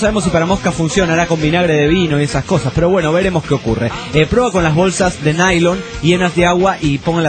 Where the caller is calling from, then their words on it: Stockholm, Stockholm County, Sweden; de Estocolmo, Suecia.